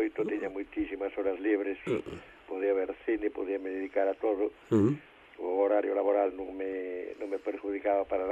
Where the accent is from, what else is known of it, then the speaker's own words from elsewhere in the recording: A Fonsagrada, Galicia, Spain; Hombre, non deixa de ser a miña aldea, de ser o meu povo, e gustame moito ir ali.